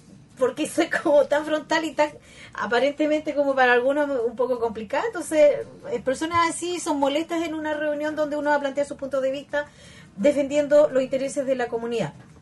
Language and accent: Spanish; Concepción, Biobío, Chile; Soy de Pedro del Río.